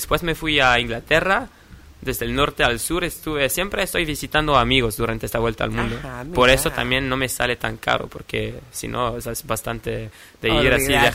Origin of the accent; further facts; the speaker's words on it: Switzerland; Soy de Suiza, sí.